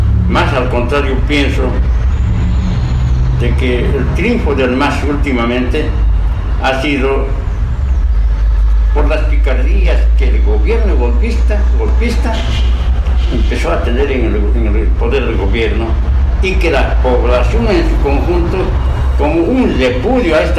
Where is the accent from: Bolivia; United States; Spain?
Bolivia; las Fuerzas Armadas juegan un papel en mi país, en Bolivia